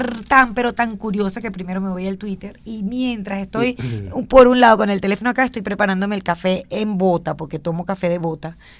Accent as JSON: {"language": "Spanish", "town": "Barquisimeto", "region": "Lara", "country": "Venezuela", "said": "yo vengo de Barquisimeto"}